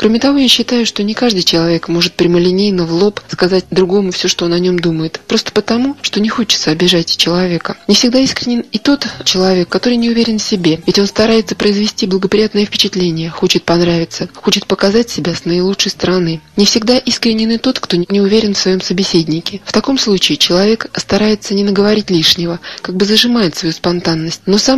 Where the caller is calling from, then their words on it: Altai Krai, Russia; Я из Алтайского края.